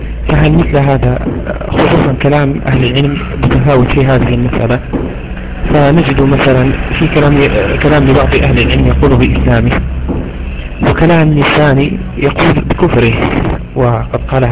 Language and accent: Arabic; Morocco; نعيشه نحن هنا عندنا في المغرب